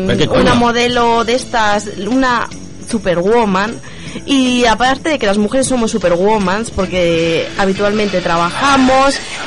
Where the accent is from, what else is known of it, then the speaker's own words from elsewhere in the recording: Cantabria, Spain; Que además salió acento gallego. Es que vengo de Cantabria, pues.